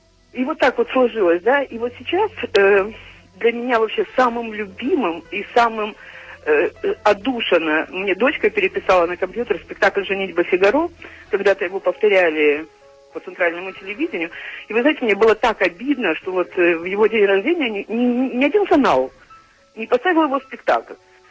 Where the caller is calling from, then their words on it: Chișinău, Moldova; у нас все не так поздно, как в Москве, потому что я вам звоню из Кишинева, но тоже поздно.